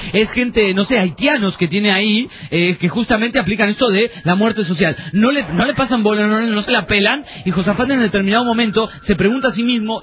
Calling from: Córdoba, Argentina; Soy de la Bulash, Córdoba, Argentina.

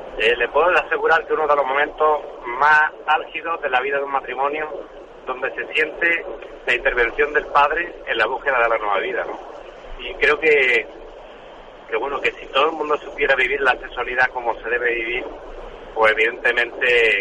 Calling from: Granada, Andalusia, Spain; de Granada.

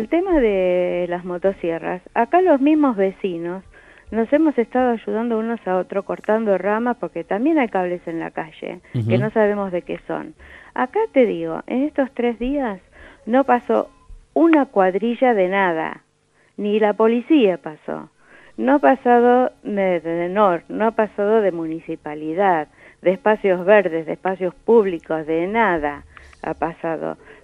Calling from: Villa Alcorta, Santa Fe, Argentina; No, mira, no soy de Villa Salas, soy de Villa Alcorta.

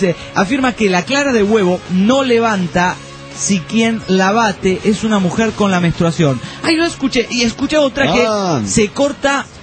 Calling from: Necochea, Buenos Aires Province, Argentina; Muy bien, acá en Necochea cagándonos de frío.

